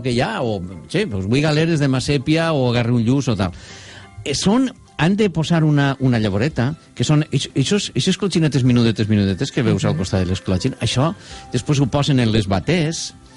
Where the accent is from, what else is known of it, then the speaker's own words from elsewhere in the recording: Valencian Community, Spain; Nosaltres que som valencians, espanyols